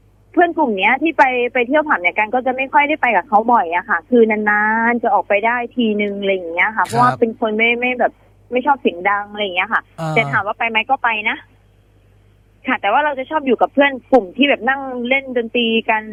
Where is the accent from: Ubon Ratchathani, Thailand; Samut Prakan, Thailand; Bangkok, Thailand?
Ubon Ratchathani, Thailand; เป็นคนจังหวัดอุบลราชธานีค่ะ